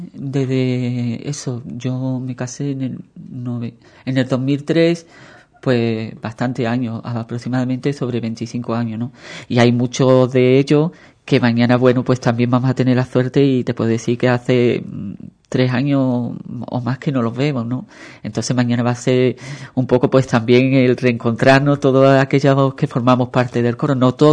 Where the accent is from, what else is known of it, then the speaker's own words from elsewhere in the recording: Ubrique, Andalusia, Spain; en mi caso, por mi Nazareno, por la Semana Santa y por mi pueblo, por Ubrique, ¿no?